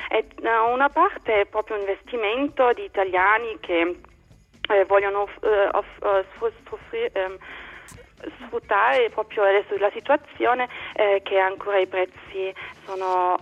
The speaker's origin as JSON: {"language": "Italian", "region": "Berlin", "country": "Germany", "tie": "born or raised there", "second_language": "Italian", "said": "sono berlinese, sono nata qui a Ovest."}